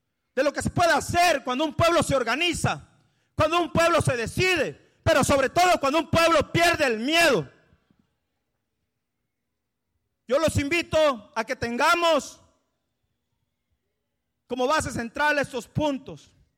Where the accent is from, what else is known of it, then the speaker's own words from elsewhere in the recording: Aguacaliente, Guerrero, Mexico; hace 12 años nos tocó allá en Guerrero, en mi pueblo, en mi comunidad, en Aguacaliente, en los bienes comunales de Cacuatepec